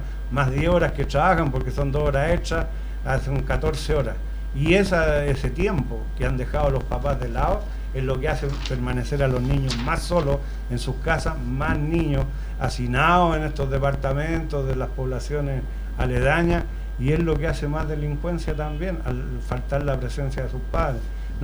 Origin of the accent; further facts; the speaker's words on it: Puente Alto, Santiago Metropolitan Region, Chile; Yo soy de Puente Alto cuando habían 144.000 habitantes y de abruptamente subió su población, su densidad.